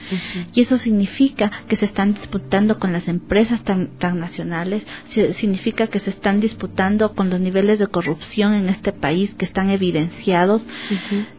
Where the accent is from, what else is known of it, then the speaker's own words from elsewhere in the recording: Ecuador; Entonces también es tener una posición como ecuatorianos.